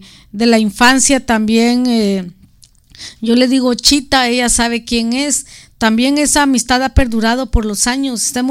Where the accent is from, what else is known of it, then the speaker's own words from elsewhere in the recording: Guatemala; Para los que no saben, yo soy de Guatemala.